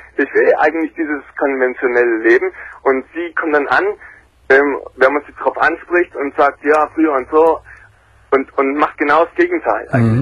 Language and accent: German; Plauen, Saxony, Germany; wir sind alle in der DDR aufgewachsen. Mhm. Das ist hier Grenzgebiet Plauen.